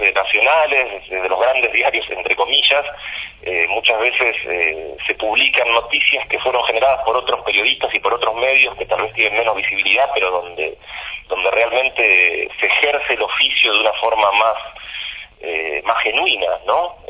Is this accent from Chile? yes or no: no; Bahía Blanca, Buenos Aires Province, Argentina; Yo soy de Bahía Blanca.